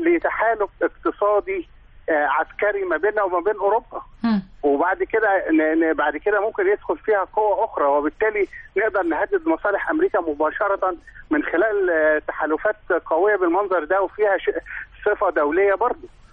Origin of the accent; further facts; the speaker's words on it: Egypt; عايز اتكلم بصفتي مواطن مصري عربي